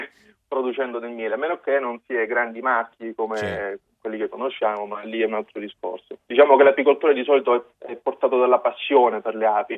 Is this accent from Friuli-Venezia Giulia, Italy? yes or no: no; Apulia, Italy; perché sono venuto qui, sono pugliese, sono stato universitario